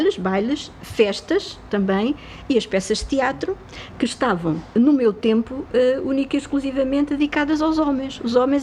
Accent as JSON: {"language": "Portuguese", "region": "Lisbon", "country": "Portugal", "tie": "born there", "said": "Ajuda, no Recruzeiro da Ajuda, precisamente, na rua onde eu nasci"}